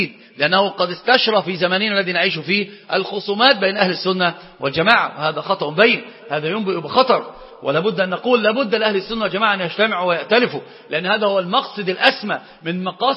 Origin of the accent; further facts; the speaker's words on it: Iraq; طبعا دي مش مثل المفتاح عندنا في العراق من الإمام